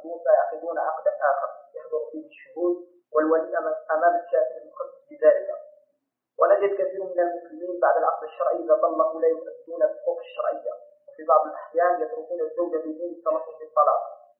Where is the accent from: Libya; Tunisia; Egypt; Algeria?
Algeria; عندنا في الجزائر يعقد